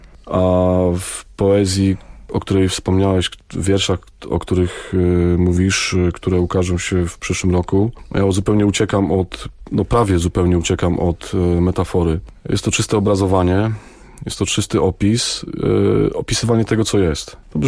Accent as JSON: {"language": "Polish", "town": "Koronowo", "region": "Kuyavian-Pomeranian Voivodeship", "country": "Poland", "tie": "born or raised there", "also_born_or_lived": "Bydgoszcz", "said": "Urodziłem się niedaleko, urodziłem się w Bydgoszczy, praktycznie od urodzenia mieszkam w Koronowie."}